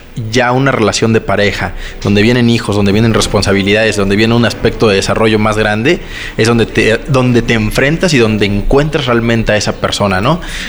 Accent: Oaxaca, Mexico; also born or lived in Guerrero; now in Guadalajara, Mexico; Nací en Guerrero, después me fui a vivir a Oaxaca y me desarrollé la mayor parte de mi vida, y últimamente estoy en el estado de Jalisco, en la ciudad de Guadalajara.

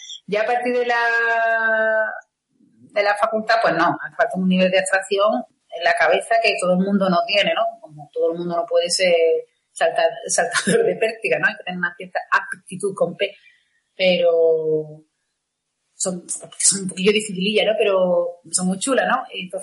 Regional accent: Seville, Andalusia, Spain; Y me fui a estudiar a Madrid, a la Complutense, yo soy de Sevilla.

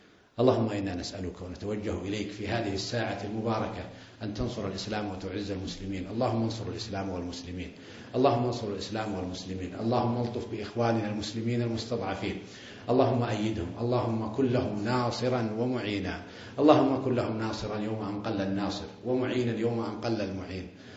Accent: Saudi Arabia; عندنا في السعودية يقولون بزر، وعندكم يقولون عيل، وإخواننا في الخليج يقولون جاهل

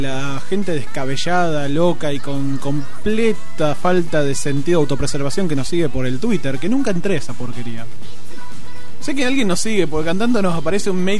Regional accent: Argentina; Sí, pero yo soy de la Argentina, jodete.

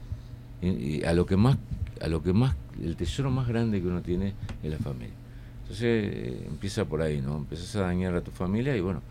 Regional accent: Uruguay; moved away; also born or lived in Argentina; yo vengo de Argentina. Mi alcoholismo viene de allá, soy uruguayo. Pero bueno, en el exilio

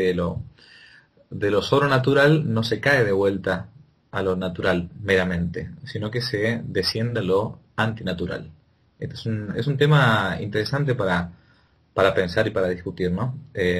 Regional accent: Argentina; Y pregunté como argentino, ¿qué son las coas?

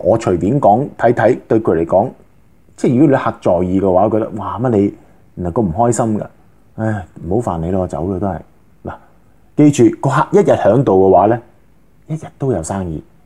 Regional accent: China; 咁嗱呢个咧就系我哋中国人一啲咁嘅陋习

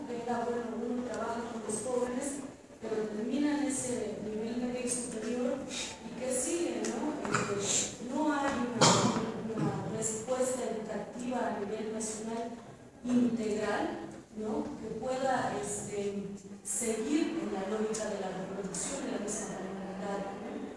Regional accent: San Miguel Chimalapa, Oaxaca, Mexico; de San Miguel Chimalapas

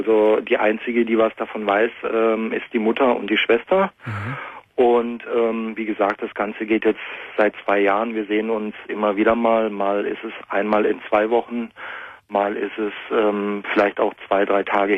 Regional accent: Germany; ich bin Deutscher.

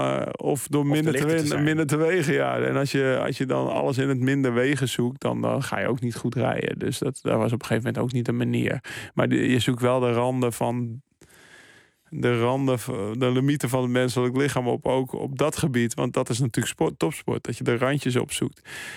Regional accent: Maastricht, Limburg, Netherlands; En ik kwam uit Maastricht.

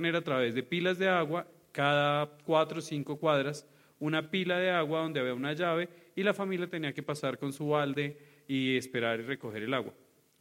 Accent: Colombia; Y como buen conflicto que somos los colombianos

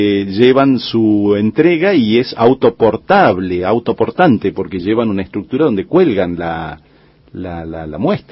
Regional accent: Tucumán, Argentina; el tucumano, yo soy tucumano

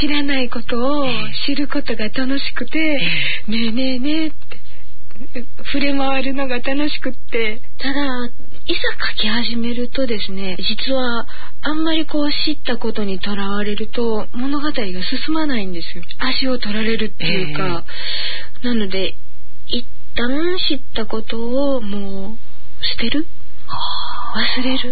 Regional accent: Osaka, Japan; 江戸言葉って私は大阪人なので、江戸弁っていうのは体の中にないわけですよ。

